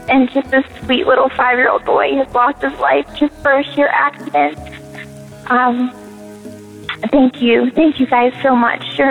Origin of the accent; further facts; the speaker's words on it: Williamsburg, Virginia, United States; I'm from Williamsburg, Virginia.